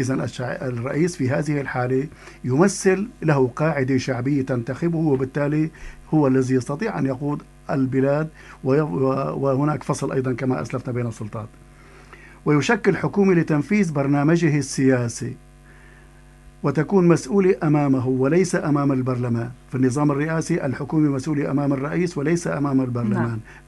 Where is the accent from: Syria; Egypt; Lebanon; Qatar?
Syria; نحن عندنا في سوريا